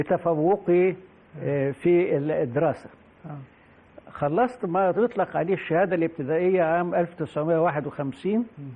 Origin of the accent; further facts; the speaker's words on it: Mansoura, Dakahlia, Egypt; أنا أحد أبناء مدينة المنصورة، يعني اتولدت في المنصورة وقت أن كان الاحتلال البريطاني موجود، وأنا شفت العساكر الإنجليز في المنصورة على النيل وأنا سني يمكن بتاع 6-7 سنين.